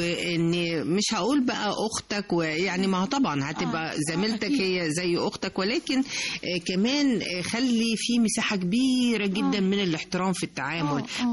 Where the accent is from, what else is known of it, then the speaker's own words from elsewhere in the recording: Egypt; طبعا احنا معظمنا كمصريين بنفضل قوي الرغيف الأبيض